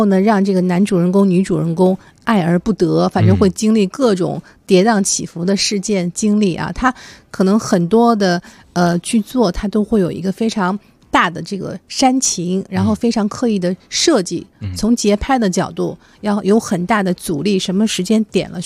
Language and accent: Chinese; Beijing, China; 比如说我啊，我是北京人